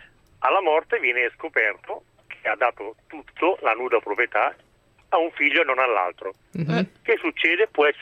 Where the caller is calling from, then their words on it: Lombardy, Italy; da Bergamasca, allagata.